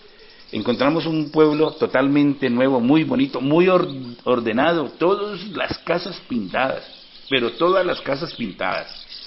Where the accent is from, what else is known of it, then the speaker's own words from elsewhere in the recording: Cáqueza, Cundinamarca, Colombia; pero en especial para los de Caquesa, mi tierra natal.